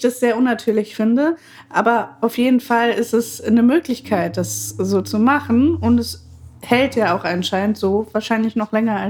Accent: Bremen, Germany; Mal kurzer Exkurs in meine Kindheit auf dem Bremer Freimarkt. Ich habe das noch so doll vor mir.

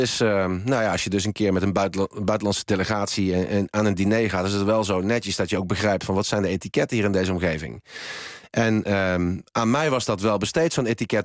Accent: Helmond, North Brabant, Netherlands; Ik heb een jeugd gehad in Helmond. In een heel eenvoudig arbeidersgezin opgegroeid.

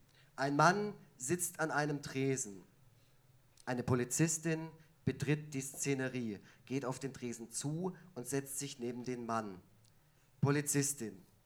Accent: Effringen, Baden-Württemberg, Germany; ich komme ursprünglich aus dem Kaff neben Neubulach, Effringen.

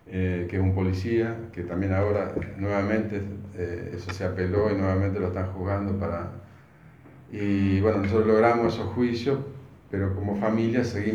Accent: Paraná, Entre Ríos, Argentina; nosotros, bueno, para hacer un pequeño resumen, somos de Paraná

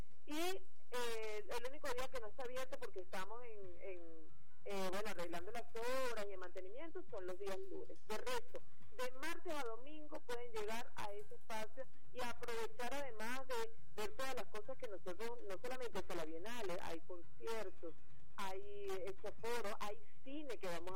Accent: Venezuela; el pueblo de Venezuela

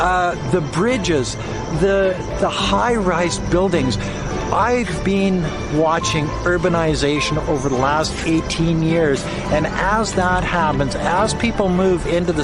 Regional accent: Canada; now in China; I'm a Canadian that's been living in China for going on 18 years now.

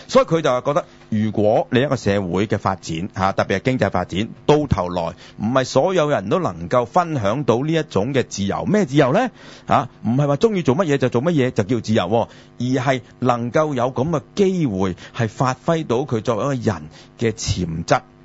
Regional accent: China; 但係你知我哋中國人咧就好怕單字嘅

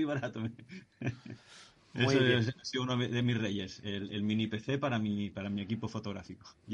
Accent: Xixona, Valencian Community, Spain; hago todos los años a mi tierra, Alicante, a Gijona.

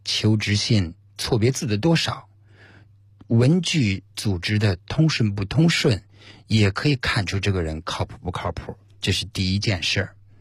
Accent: China

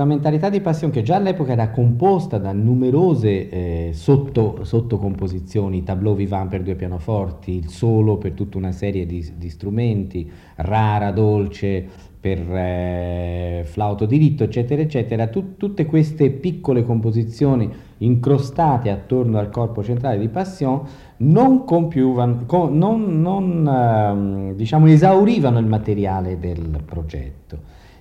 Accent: Florence, Tuscany, Italy; mi sono tirato indietro all'epoca duecentesca, da buon fiorentino

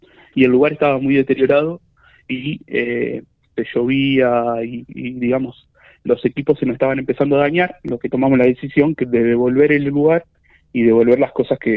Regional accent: Tapalqué, Buenos Aires Province, Argentina; Somos todos jóvenes de Tapalqué

